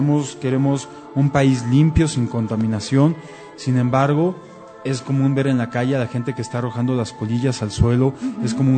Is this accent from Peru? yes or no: no; Mexico; Y somos los mexicanos los que podemos generar esa diferencia.